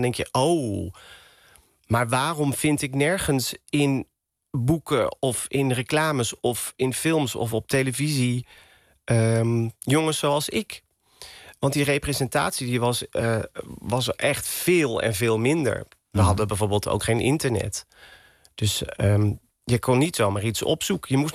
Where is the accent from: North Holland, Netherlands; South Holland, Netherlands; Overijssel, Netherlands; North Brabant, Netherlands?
North Brabant, Netherlands; Roosendaal; En ik kom uit Brabant. Ik ben geboren in Roosendaal.